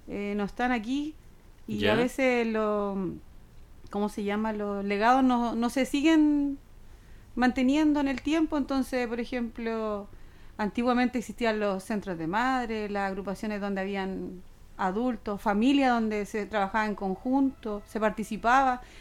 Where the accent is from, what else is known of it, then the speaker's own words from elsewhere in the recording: Concepción, Biobío, Chile; also born or lived in Chiguayante; Me vengo a Concepción como a los 5 o 6 años porque mi papá trabajó en la Gobernación Provincial de Concepción. Y llegamos a vivir al sector cementerio, o Jorge Montt, donde está el Cementerio General de Concepción.